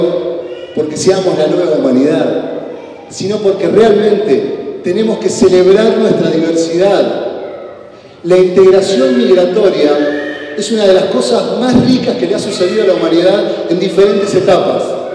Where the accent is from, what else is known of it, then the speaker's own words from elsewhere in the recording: Paraná, Entre Ríos, Argentina; Yo soy de Paraná, de Entre Ríos, y allá no había tierras para construir agroecología, por ejemplo, que era lo que yo quería hacer.